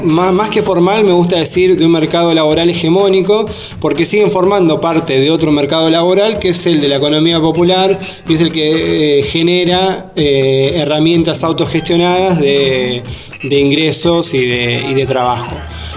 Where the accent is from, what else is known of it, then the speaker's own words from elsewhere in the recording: Ituzaingó, Buenos Aires Province, Argentina; born there; yo soy nacido en Ituzaingó, en el barrio Villa Irupé, pero tengo una conexión con esta zona porque mi mamá vino de España en el año 51 a vivir a este barrio.